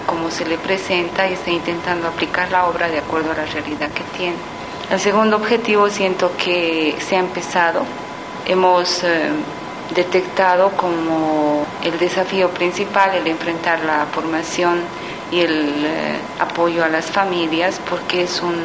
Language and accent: Spanish; Bolivia; now in Colombia; soy boliviana y represento a la delegación colombiana porque estos años estoy viviendo y trabajando en Colombia.